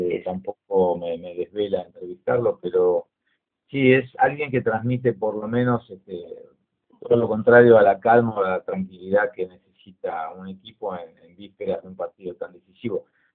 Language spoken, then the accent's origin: Spanish; Argentina; como ex deportista, periodista y aficionado al fútbol, que lo mamé de pibe como cualquier chico en la Argentina